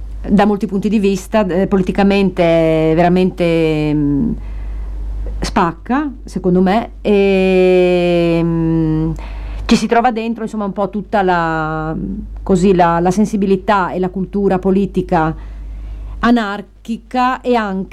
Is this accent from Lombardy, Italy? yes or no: no; Sardinia, Italy; born there; moved away; Noi siamo nate in Sardegna. Entrambe l'abbiamo lasciata per ragioni diverse